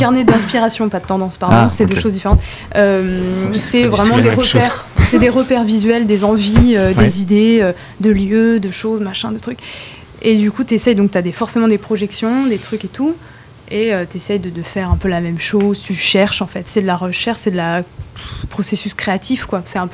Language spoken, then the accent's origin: French; France; On a une culture française riche. Je suis française.